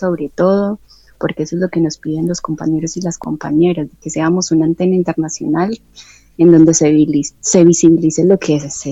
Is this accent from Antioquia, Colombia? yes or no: yes; Medellín, Antioquia, Colombia; yo soy de Medellín